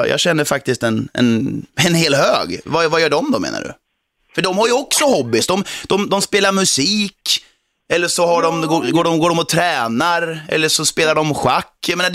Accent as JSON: {"language": "Swedish", "town": "Eskilstuna", "region": "Södermanland", "country": "Sweden", "said": "Jag är ju själv från Eskilstuna"}